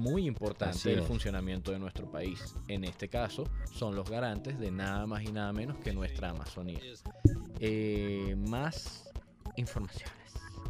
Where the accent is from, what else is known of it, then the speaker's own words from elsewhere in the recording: Venezuela; Así que nosotros como venezolanos tenemos que tener mucho cuidado